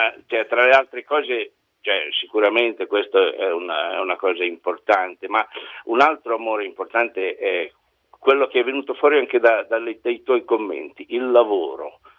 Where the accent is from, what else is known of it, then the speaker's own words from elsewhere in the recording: Cesena, Emilia-Romagna, Italy; born there; now in Pesaro, Italy; Io sono nato a Cesena.